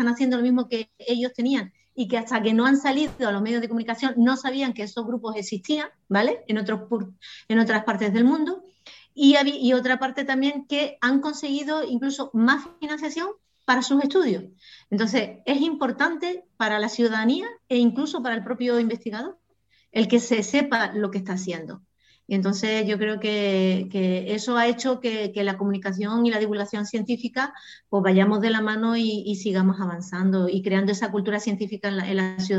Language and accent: Spanish; Canary Islands, Spain; now in Almería, Spain; yo soy de Canarias, y allí teníamos, no soy de Tenerife, soy de Gran Canaria